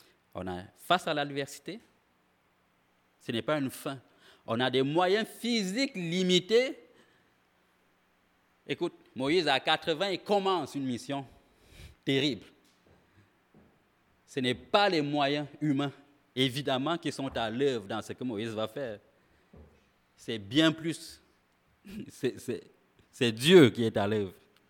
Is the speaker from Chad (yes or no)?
no; Quebec, Canada; comme on dit chez nous au Québec, amoché